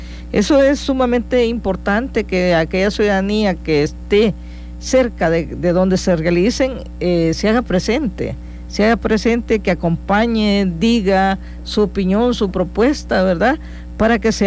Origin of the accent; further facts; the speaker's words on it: El Salvador; porque consideramos que como salvadoreños, como salvadoreñas, tenemos toda la calidad humana